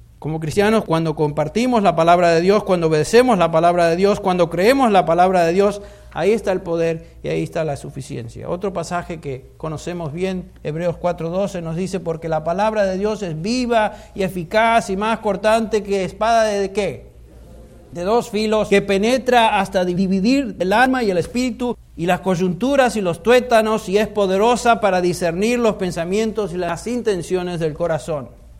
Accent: Argentina; Aquellos que somos argentinos tomamos mate.

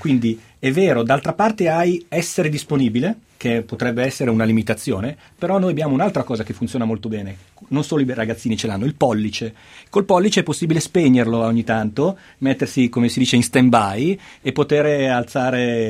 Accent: Milan, Lombardy, Italy; also born or lived in Camogli; Io sono milanese, sono milanese, ma sono di quei milanesi che per famiglia vive, ha vissuto la sua infanzia spesso al mare, nella, in una bella zona della Liguria che si chiama Camogli.

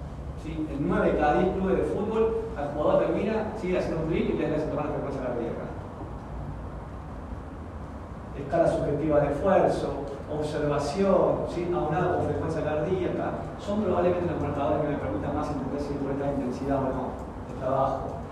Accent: Misiones, Argentina; Y mirá, yo nací en Misiones. Solamente hacía 10 kilómetros sin bicicleta todos los días para ir y volver a mi colegio.

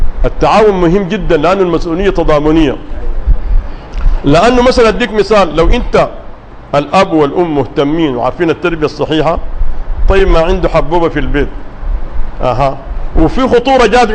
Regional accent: Sudan; وقلت لهم الآن عندنا في السودان الابن أول ما تقرب النتائج الناس كلها خايفة

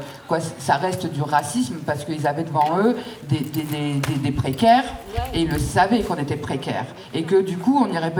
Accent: Amiens, Hauts-de-France, France; Moi je suis issue de quartier populaire, je suis née à Amiens Nord, j'y ai grandi, j'y fais grandir mes filles et je vais y crever dans ce quartier parce que j'aime mon quartier.

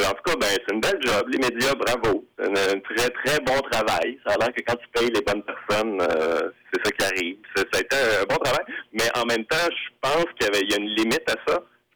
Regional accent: Quebec City, Quebec, Canada; Ben moi, je viens de Québec. Je suis un gars de Québec. Que je connais très bien Québec.

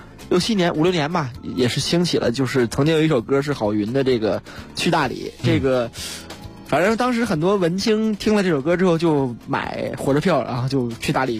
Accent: Beijing, China; 咱们北京人的话，相对来说对于这种有文化底蕴的地方，都是相对来说会高看一眼吧。

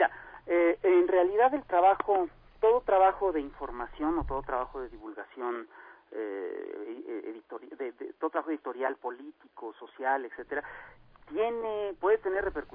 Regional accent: Mexico; Pero es una cosa que yo como caricaturista mexicano tengo que ganar desde aquí.

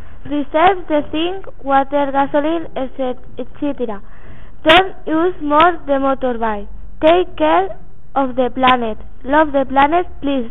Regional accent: Barcelona, Catalonia, Spain; English is a second language; I am 12 years old. I come from Spain. I live in Barcelona, Spain. I study at ES from Maritime

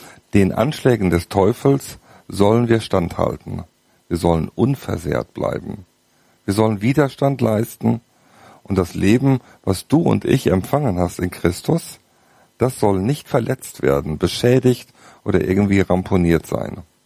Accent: North Rhine-Westphalia, Germany; also born or lived in Ruhr; ich komme aus dem Siegerland, sagt euch was, ist ein bisschen eine fromme Ecke.

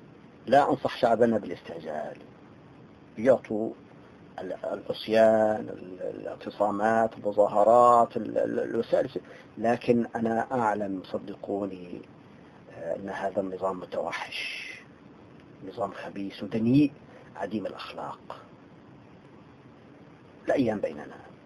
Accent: Tartus, Tartus Governorate, Syria; أنا إنسان عشت بين القوم. يعني أنا من طرطوس

